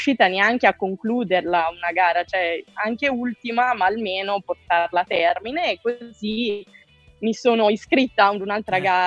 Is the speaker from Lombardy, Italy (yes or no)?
yes; Varese, Lombardy, Italy; now in Rome, Italy; Io vivo e mi alleno a Roma, anche se sono nata a Varese, sono lombarda. Dal 2015 vivo